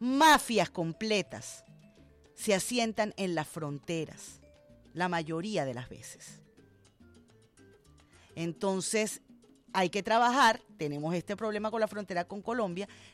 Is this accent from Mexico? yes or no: no; Cuba; now in Venezuela; uno ya tiene hijos y sus hijos nacen y crecen y se hacen adultos aquí en Venezuela, ya dejas de pensar como cubano y piensas como madre venezolana.